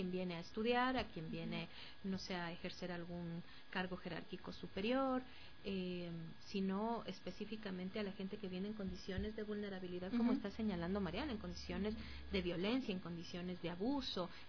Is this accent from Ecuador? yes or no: yes; Ecuador; Entonces le dije, no, soy ecuatoriana.